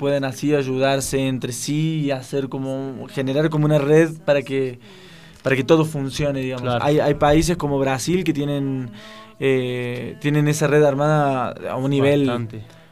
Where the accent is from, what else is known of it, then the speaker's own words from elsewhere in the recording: Buenos Aires, Argentina; now in Ecuador; La idea de estar acá en Ecuador es hasta septiembre, pero estoy dentro como de un concurso que se hace en mi país, en la ciudad de Buenos Aires